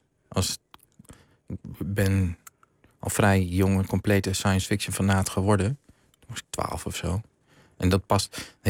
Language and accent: Dutch; Sappemeer, Groningen, Netherlands; Ik ben opgegroeid, ik ben daar geboren